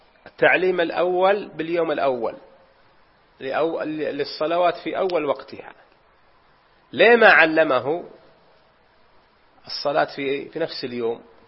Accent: Unaizah, Al-Qassim, Saudi Arabia; وهذه وقعت عندنا في بلدتنا في عنيزة

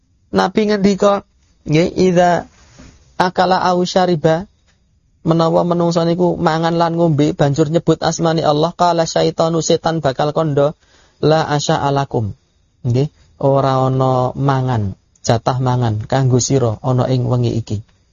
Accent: Lahat, South Sumatra, Indonesia; Saya dari Lahat, Sumatera Selatan.

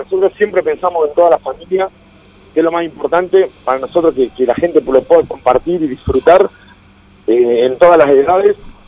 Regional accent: Tandil, Buenos Aires Province, Argentina; soy de Tandil.

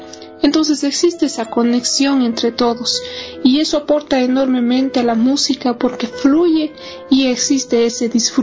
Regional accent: Ecuador; Entonces es responsabilidad nuestra como músicos ecuatorianos interpretar obras de nuestros compositores

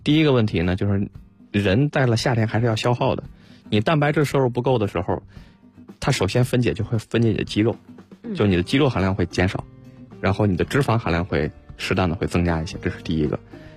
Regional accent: Beijing, China; 很多时候你看咱们北京人喜欢吃凉面，对吧？

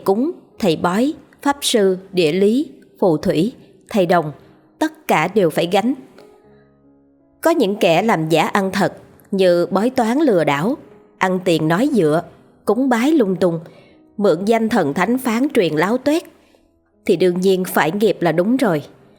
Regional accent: Hai Hung, Vietnam; Tôi sinh ra và lớn lên ở miền Bắc, thuộc tỉnh Hải Hưng cũ.

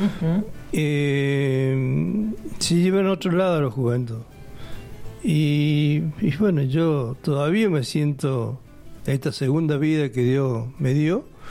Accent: Córdoba, Argentina; born there; yo nací en Córdoba Capital

